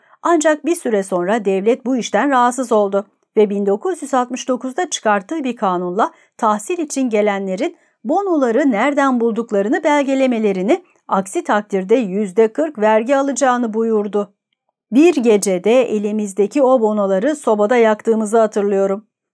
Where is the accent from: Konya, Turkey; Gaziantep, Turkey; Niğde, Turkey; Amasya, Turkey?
Gaziantep, Turkey; Sanıyorum aile Ağustos sonu Eylül başı gibi Gaziantep'e taşınıyor. Yani Gaziantep'e taşındığımızda ben henüz 4 aylık bir bebeğim.